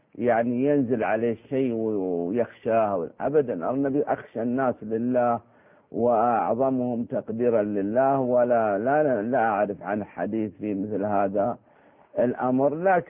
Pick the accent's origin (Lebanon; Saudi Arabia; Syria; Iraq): Saudi Arabia; يعني عندنا في السعودية الخادمة ما لها قدر واحد